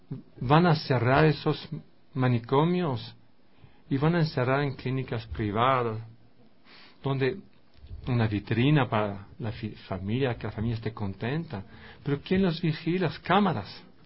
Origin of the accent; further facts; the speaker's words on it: France; Spanish is a second language; soy blanco, soy yanqui, vengo de Francia